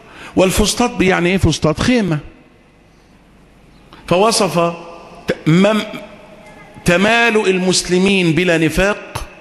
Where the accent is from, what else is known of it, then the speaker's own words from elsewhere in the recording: Egypt; اما احنا مصريين ناس اهل حريات